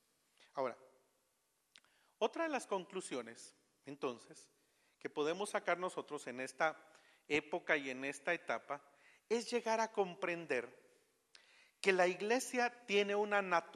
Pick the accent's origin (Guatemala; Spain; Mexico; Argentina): Guatemala; lo mejor sería para nosotros expresarnos como guatemaltecos en nuestra adoración y no imitar.